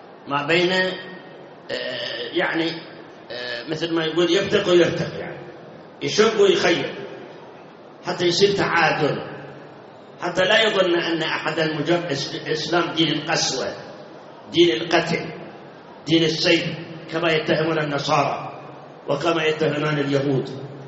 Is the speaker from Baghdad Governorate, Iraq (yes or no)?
yes; Baghdad, Baghdad Governorate, Iraq; صار انفجار عندنا في بغداد بالمحمودية بالإسكندرية بالمسيب